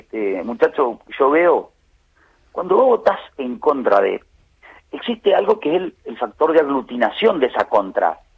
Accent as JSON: {"language": "Spanish", "town": "Villaguay", "region": "Entre Ríos", "country": "Argentina", "said": "Sí, sí, acá en la plaza de mi pueblo también estuvo."}